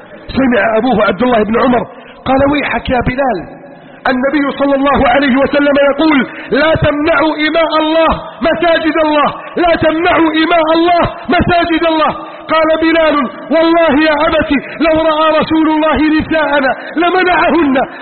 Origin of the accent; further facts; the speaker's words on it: Egypt; واجعل بلدنا مصر آمنا مطمئنا سخاء رخاء عظيما منتصرا كبيرا يا رب العالمين